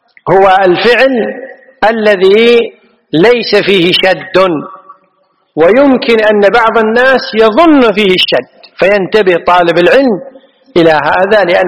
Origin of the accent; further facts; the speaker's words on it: Kuwait; عد هذه معروفة عندنا في الكويت، المرعز معروف عندنا في الكويت